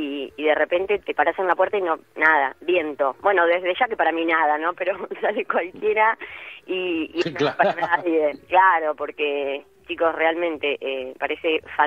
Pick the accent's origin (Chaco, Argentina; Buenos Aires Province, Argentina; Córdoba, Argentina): Buenos Aires Province, Argentina; Carlos Tejedor; yo estoy en el patio de casa, soy de Carlos Tejedor, el pueblo del Loco Gatti.